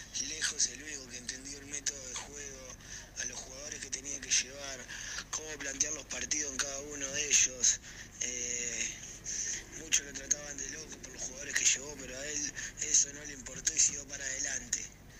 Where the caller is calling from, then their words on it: La Plata, Buenos Aires Province, Argentina; soy de La Plata.